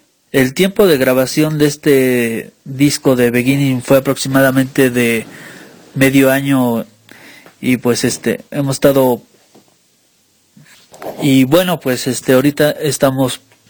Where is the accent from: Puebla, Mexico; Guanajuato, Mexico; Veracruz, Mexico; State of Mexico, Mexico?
Puebla, Mexico; somos de originarios de Puebla